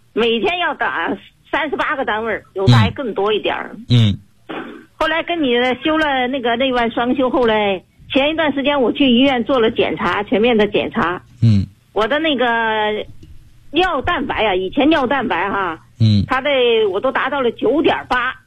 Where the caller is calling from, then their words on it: Guangzhou, Guangdong, China; 我是来自广州市的学员。